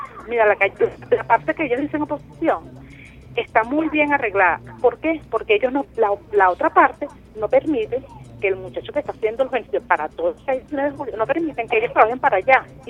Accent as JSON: {"language": "Spanish", "country": "Venezuela", "said": "doy opiniones porque soy venezolana"}